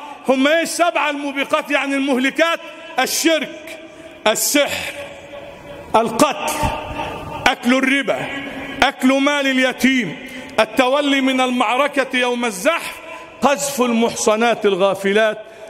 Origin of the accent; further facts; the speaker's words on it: Egypt; اللهم اجعل بلدنا مصر أمنا أمانا سخاء رخاء